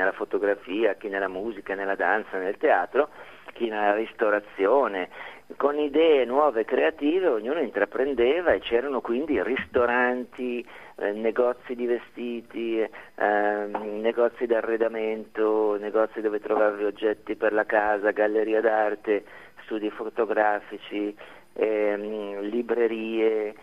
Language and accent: Italian; Milan, Lombardy, Italy; io sono milanese, ai tempi vivevo a Milano